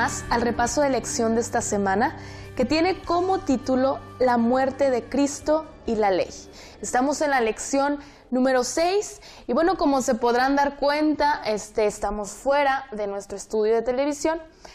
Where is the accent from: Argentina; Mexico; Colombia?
Mexico; Río Grande, Zacatecas; Soy de Río Grande, Zacatecas.